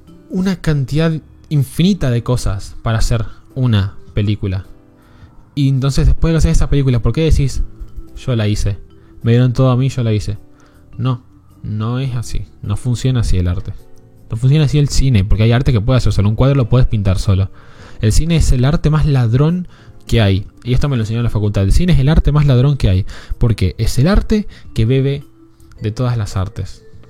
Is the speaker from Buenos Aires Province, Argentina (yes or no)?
no; General Roca, Río Negro, Argentina; ¿De qué provincia sos? Río Negro, General Roca.